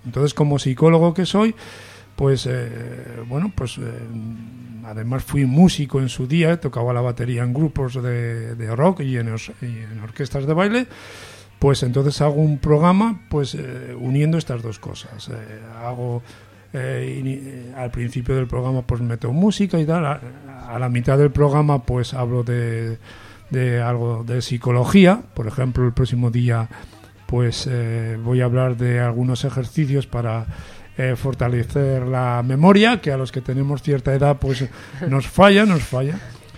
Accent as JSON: {"language": "Spanish", "town": "Burgos", "region": "Castile and León", "country": "Spain", "tie": "born there", "also_born_or_lived": "Barcelona", "moved": "as an adult", "said": "los que no somos catalanes. Yo nací en Burgos y he vivido en Barcelona 35 años"}